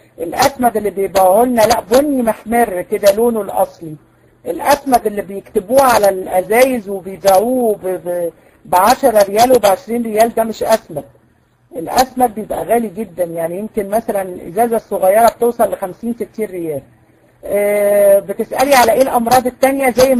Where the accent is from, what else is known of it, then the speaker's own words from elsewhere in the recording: Egypt; اه موجوده عندنا في مصر.